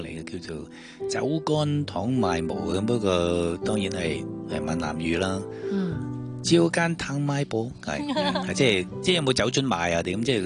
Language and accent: Cantonese; Hong Kong; 我哋香港人随时翻得嚟又得。